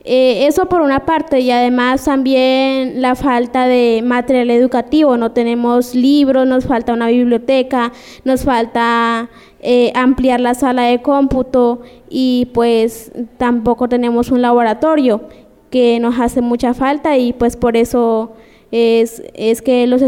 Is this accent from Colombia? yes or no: yes; Villa Garzón, Putumayo, Colombia; del departamento del Putumayo, del municipio de Villa Garzón